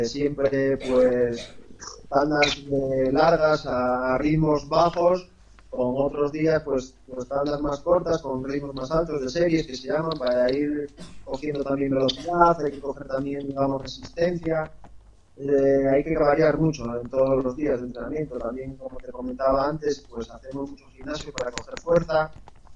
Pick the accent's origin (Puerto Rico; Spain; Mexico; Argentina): Spain; Ribadesella, Asturias; fue allí en Ribadesella, en mi pueblo, y bueno, éramos unos cuantos, tendríamos unos 9 años